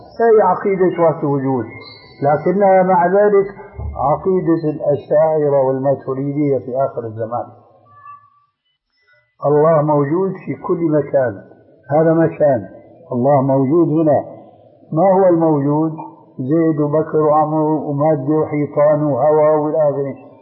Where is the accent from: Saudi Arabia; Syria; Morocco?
Syria; تلقفها بعض العامة عندنا في سوريا